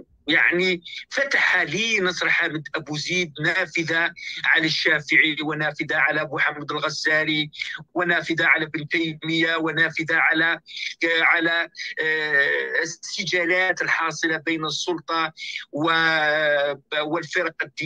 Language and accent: Arabic; Algeria; الخطاب الذي طرحه الممارسون داخل الفضاء السياسي عندنا في الجزائر